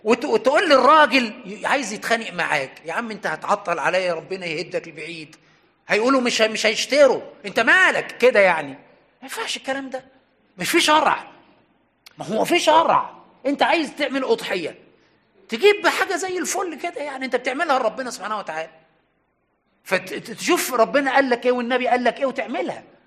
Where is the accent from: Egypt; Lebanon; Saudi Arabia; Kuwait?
Egypt; Aswan, Aswan Governorate; يعني عندنا في أسوان كثير من المسائل